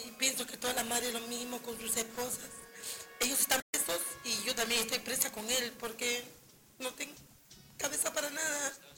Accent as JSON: {"language": "Spanish", "region": "Callao", "country": "Peru", "tie": "born or raised there", "also_born_or_lived": "Lima", "said": "En el Callao, toda mi vida. O sea, yo nací en Lima, pero tengo 52 años y vine en el Callao."}